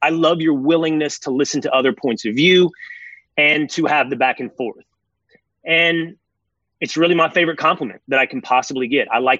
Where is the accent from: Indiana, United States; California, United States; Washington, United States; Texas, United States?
Texas, United States; Sherman; But I'm from a small town in Texas. I'm from Sherman, Texas. It's about an hour from Dallas. It's not a suburb. It's a 30,000-person standalone city.